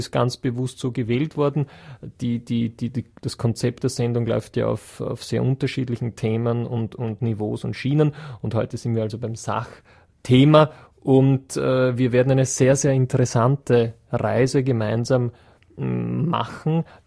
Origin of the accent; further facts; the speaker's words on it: Vienna, Austria; bei uns in Wien sagt man Kapazunder